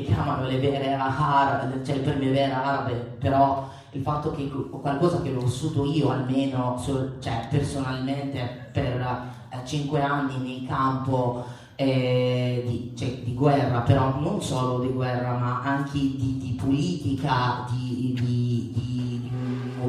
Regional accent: Libya; chi mi conosce sa che vengo dalla Libia

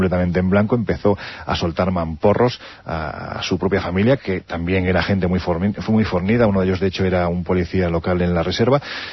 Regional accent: Jaén, Andalusia, Spain; en el ayuntamiento de mi tierra, en Jaén

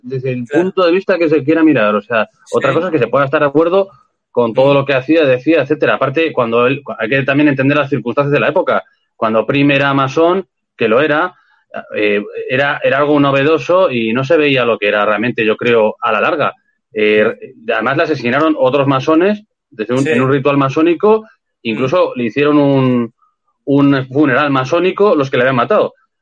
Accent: Santander, Cantabria, Spain; porque yo soy de Santander

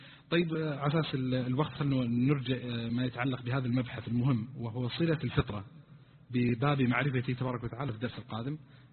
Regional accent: Eastern Province, Saudi Arabia; طبعا كانوا في الرياض وأنا جاي من الشرقية يعني أناقشهم وكذا، فقلت بيني وبينكم أنا جماعتي من الشرقية

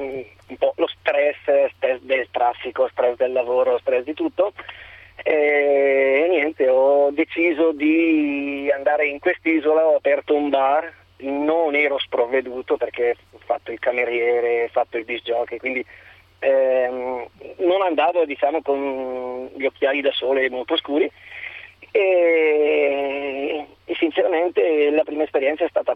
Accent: Lombardy, Italy; io sono della Bergamasca, ho 10 fratelli, stiamo bene tra di noi

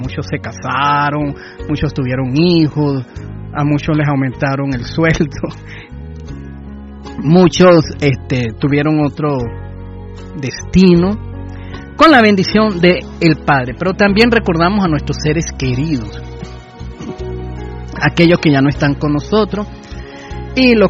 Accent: Venezuela; Y nosotros como venezolanos y con una tradición y con nuestras costumbres debemos celebrar la Navidad.

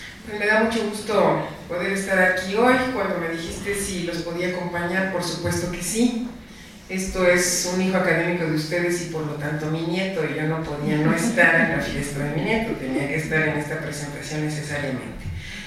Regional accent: Chiapas, Mexico; Déjenme decirles que yo soy chiapaneca

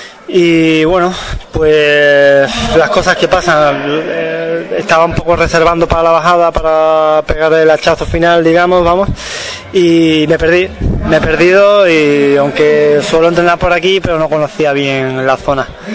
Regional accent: Seville, Andalusia, Spain; soy de Sevilla, pero vengo a entrenar aquí, ¿eh?

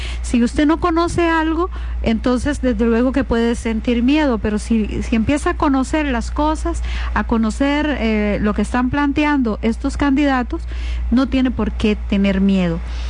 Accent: Costa Rica; es una obligación como costarricenses de hacerlo y de informarnos

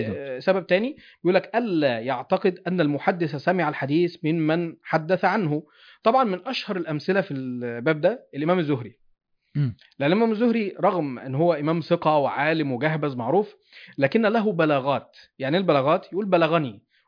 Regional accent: Mansoura, Dakahlia, Egypt; فلان ده مصري وانا مصري، فاحنا عشنا في مصر في نفس الحقبة التاريخية، بس هو مثلا من القاهرة وانا من المنصورة.

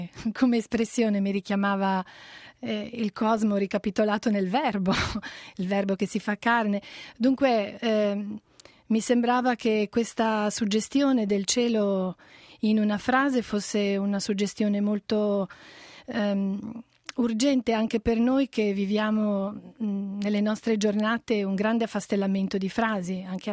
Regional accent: Liguria, Italy; io appunto sono ligure, un po' anche di conterraneità gioca

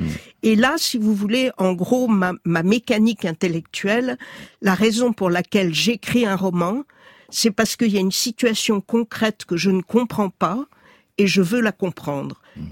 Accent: Paris, Île-de-France, France; j'étais très militante dans les années 70-73, à Paris, je suis parisienne

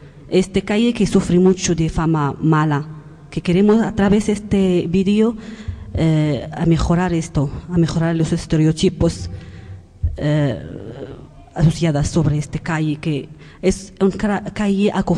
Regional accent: Morocco; Spanish is a second language; now in Spain; Hola, buenas. … de Marruecos. Yo estoy una usuaria de Arguindegui en el clase del PEF, Proyecto de Educación Familiar.

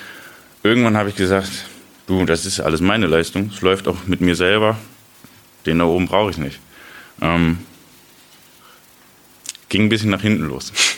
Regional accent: Osnabrück, Lower Saxony, Germany; habe mir in Osnabrück, wo ich herkomme, eine Gemeinde gesucht.

